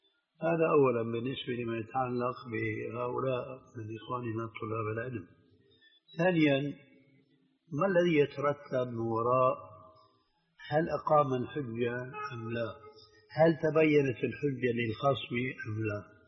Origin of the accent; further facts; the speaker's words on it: Levant, Syria; إذن كما يقولون عندنا في الشام، ابعد عن الشر وغنيله